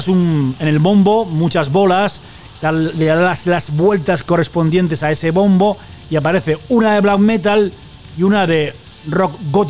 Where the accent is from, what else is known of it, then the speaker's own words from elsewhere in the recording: L'Hospitalet de Llobregat, Catalonia, Spain; y soy de Hospitalet